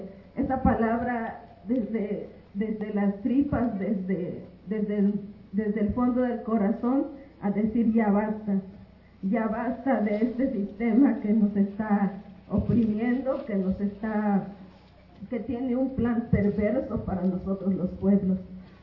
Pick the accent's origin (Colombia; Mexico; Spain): Mexico; Veracruz; Un saludo desde mi pueblo Popoluca, allá en el sur de Veracruz.